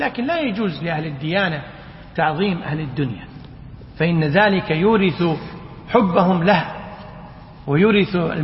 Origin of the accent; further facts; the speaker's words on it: India; Arabic is a second language; وبعض الفقهاء الحديث عندنا في الهند